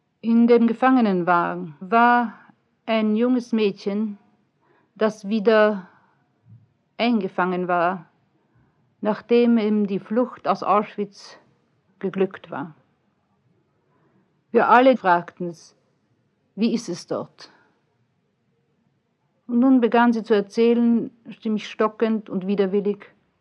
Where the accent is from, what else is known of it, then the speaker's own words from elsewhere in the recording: Vienna, Austria; Ich sage, aus Wien.